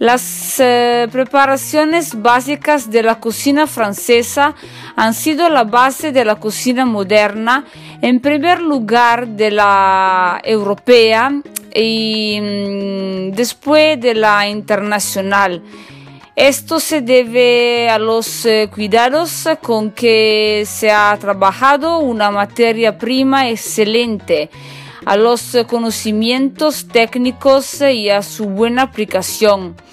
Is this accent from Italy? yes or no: yes; northern Italy, Italy; Spanish is a second language; recuerde que ellos soy italiana del norte de Italia, soy una cocinera